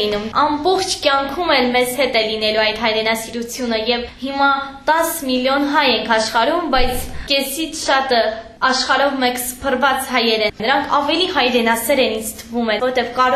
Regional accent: Nagorno-Karabakh, Azerbaijan; որ հայ ենք, ընդհանրապես հպարտ ենք, որ հայ ենք, հայ լինելով մենք նաև ղարաբաղցի ենք։

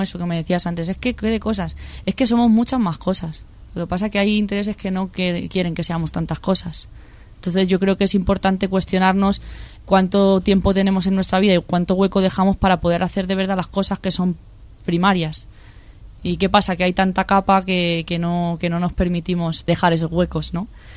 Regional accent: San Fernando de Henares, Community of Madrid, Spain; also born or lived in Coslada; Yo nací en Madrid. Me he criado en San Fernando de Henares y Coslada, en municipios así de la periferia, y siempre he estado vinculada a los pueblos de mi familia, que son Villamayor de Santiago en Cuenca y Cifuentes en Guadalajara.

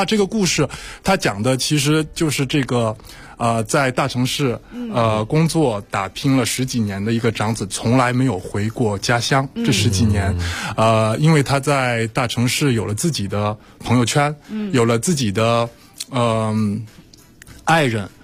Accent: France; 虽然我是在法国长大，但是家庭还是一个中国家庭

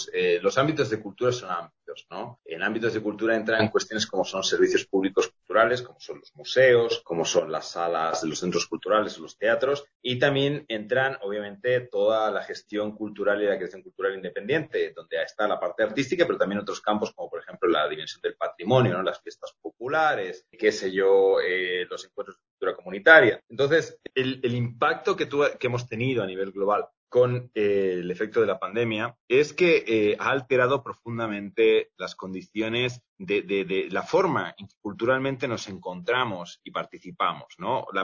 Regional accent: Barcelona, Catalonia, Spain; also born or lived in Cuenca, Ecuador; Yo nací en Cuenca, mi padre es cuencano, pero yo me crié en Barcelona. Mi mamá es española.

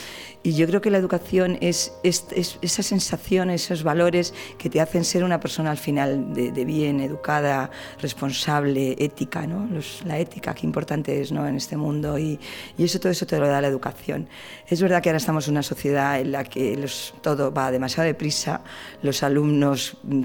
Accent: Valladolid, Castile and León, Spain; Yo soy de Valladolid, a mí me encanta ir al campo

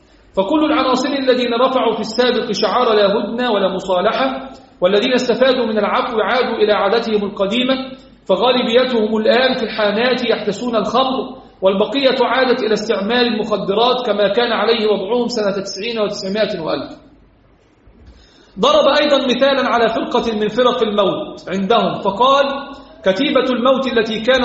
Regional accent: Egypt; الحمد لله رب العالمين الذي حفظ بلدنا مصر

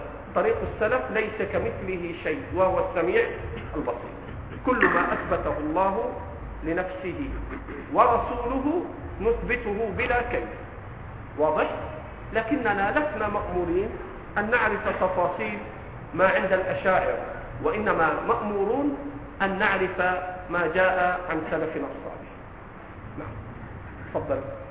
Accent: Egypt; ترى في آخر المسجد شيبان وعلى لهجتنا في مصر عواجيز مترصصين كده جنب بعض

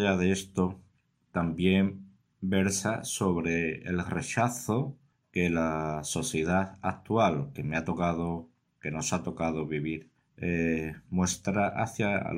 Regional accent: Carmona, Andalusia, Spain; de Carmona, una ciudad que se encuentra al sur de España.

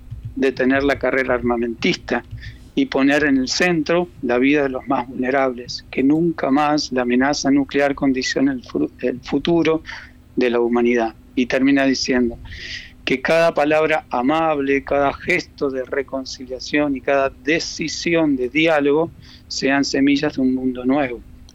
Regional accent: Argentina; now in Uruguay; Sí, soy argentino.

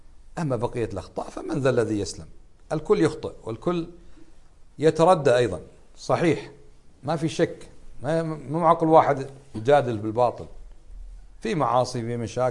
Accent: Kuwait; في بلادنا الكويت لا تباع الخمور

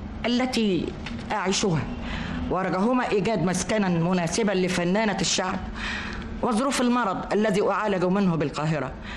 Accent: Alexandria, Alexandria Governorate, Egypt; born there; اتولدت في اسكندرية، وكنا في حي جنب سيد الأباصيري

